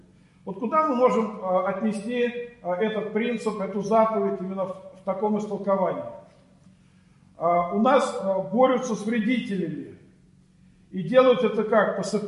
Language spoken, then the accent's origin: Russian; Orekhovo-Zuyevo, Moscow Oblast, Russia; Я вот сам родом из Орехово-Зуево, и там у нас в Подмосковье